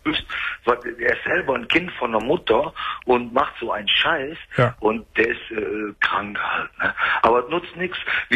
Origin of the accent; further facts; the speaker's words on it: Bergheim, North Rhine-Westphalia, Germany; Ich bin ja Rheinländer, ne? Ich bin Bergheimer.